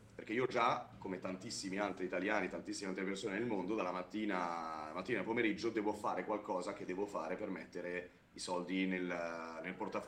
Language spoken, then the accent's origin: Italian; Lecco, Lombardy, Italy; Raga, io vengo da Lecco, Lecco città di Lecco, terreno strettissimo, sottilissimo tra le montagne e il lago.